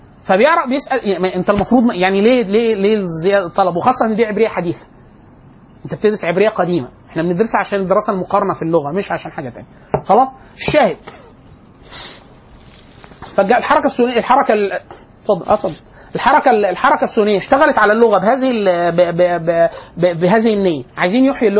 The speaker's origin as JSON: {"language": "Arabic", "town": "Cairo", "region": "Cairo Governorate", "country": "Egypt", "said": "يعني احنا انا وانت من القاهره،"}